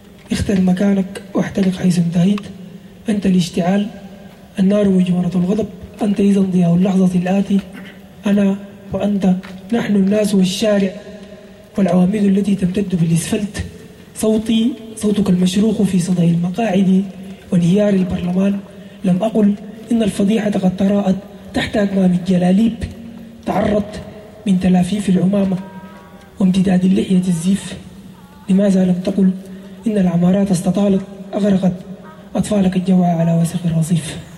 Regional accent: Sudan; كون أنا مواطن سوداني موجود داخل الدولة السودانية وأحمل الجنسية

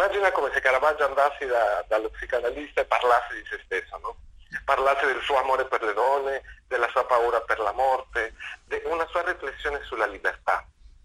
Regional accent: Mexico; Italian is a second language; stavo chiudendo il film in Argentina, io sono messicano, però vabbè, stavo in Argentina girando questo film

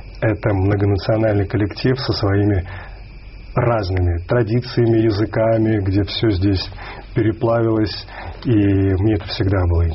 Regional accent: Minsk, Belarus; я родом из Минска, из Беларуси, это моя родина

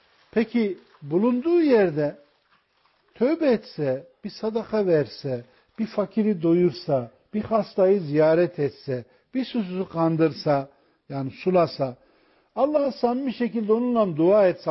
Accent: Ilgın, Konya, Turkey; benim memleketim Konya mesela. Ilgınlıyız biz.

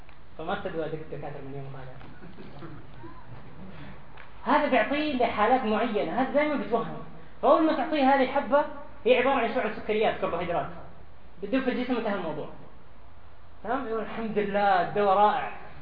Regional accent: Syria; ما نقصد جنسية معينة لكن أنا شيخ سوري

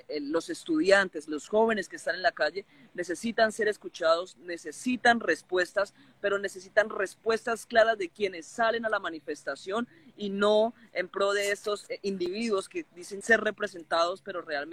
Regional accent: Colombia; nos hemos tenido que aguantar como pueblo colombiano la masacre de nuestros líderes sociales y pueblo campesino en Colombia

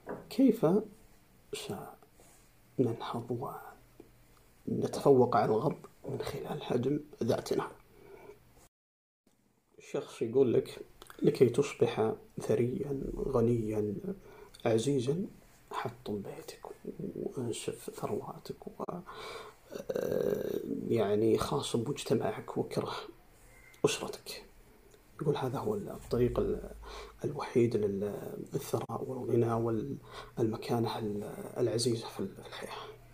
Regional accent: Saudi Arabia; نحن كمجتمع سعودي عربي مسلم

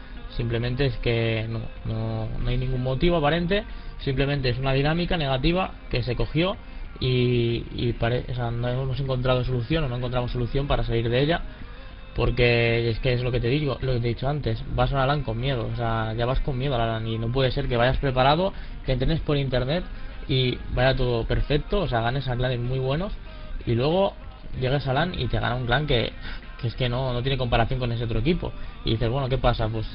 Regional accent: Cornellà de Llobregat, Catalonia, Spain; tengo 23 años, soy de Cornellà Llobregat, de Barcelona.

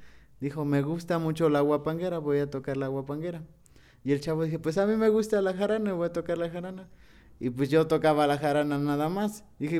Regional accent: Tepetzintla, Veracruz, Mexico; Porque de ahí de donde yo vengo, que es mi pueblo que se llama Tepetzintla, que significa lugar al pie del cerro

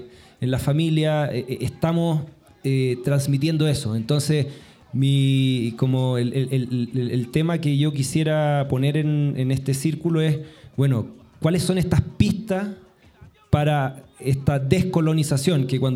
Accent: Chile; yo vengo de Chile

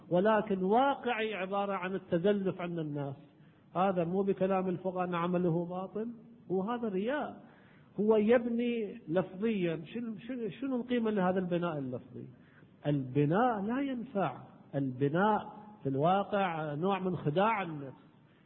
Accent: Kuwait; على كل حال احنا عندنا بالكويت يقولون هذا الميدان شنو يا ميدان

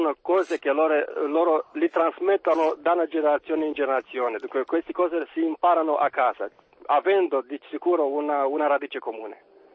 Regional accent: Romania; Italian is a second language; now in Perugia, Italy; Buongiorno, sono un perugino romeno.

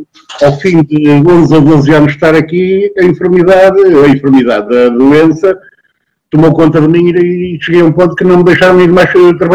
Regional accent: Porto, Norte, Portugal; Eu não sou galego, eu sou tripeiro.

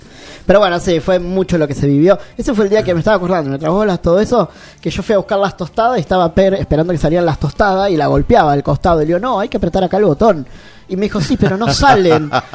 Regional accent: Rosario, Santa Fe, Argentina; es recordar la visita de … Rosario, por primera vez a mi ciudad natal.

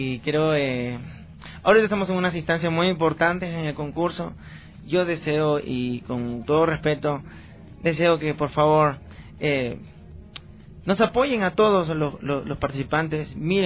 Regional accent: Peru; moved away; Y yo soy peruano, nací en Perú y he vivido prácticamente mi niñez, mi pubertad, mi adolescencia. Cociné también allá y ahora estoy viajando.

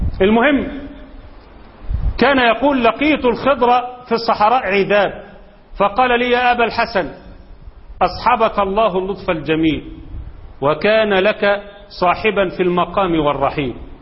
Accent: Egypt; سواء كان عندنا في مصر ولا في السعوديه ولا في اي دوله

